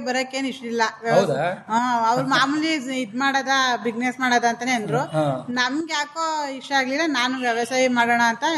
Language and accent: Kannada; Mundugadore, Karnataka, India; ನಮ್ದು ಮುಂಡುಗ್ದರೆ, ಶ್ರೀರಂಗಪಟ್ಟಣ ತಾಲೂಕು ಅರಕೆರೆ ಹೋಬಳಿನೇ. ನಾವು ಇಲ್ಲೇ ಪಕ್ಕದವರು